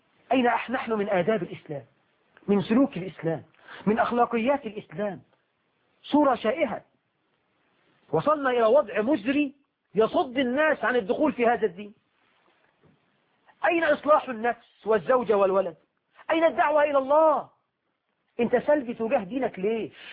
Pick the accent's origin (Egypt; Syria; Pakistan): Egypt; وطيب عندنا في عرفنا كمصريين